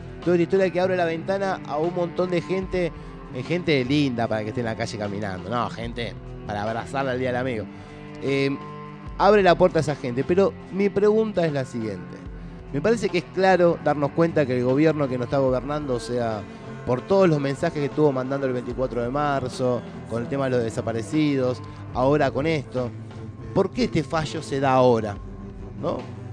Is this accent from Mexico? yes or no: no; Argentina; todos esa etapa la tenemos superada como argentinos